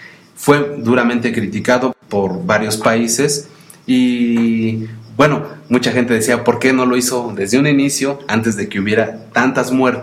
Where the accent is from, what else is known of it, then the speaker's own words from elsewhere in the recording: Mexico; Y bueno, realmente como mexicanos, tristemente lo digo, pues no pasa nada, ¿no?